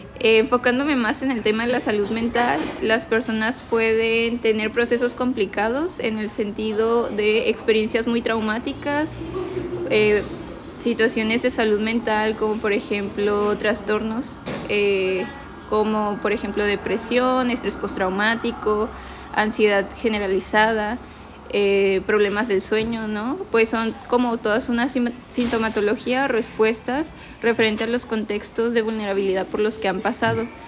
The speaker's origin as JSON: {"language": "Spanish", "town": "Tijuana", "region": "Baja California", "country": "Mexico", "tie": "born there", "said": "yo nací aquí en Tijuana, soy residente de Tijuana, ¿no? Mi familia sí es una familia que tiene una situación migratoria, ¿no? Mi mamá es del estado de Zacatecas, mi papá sí nació en Tijuana"}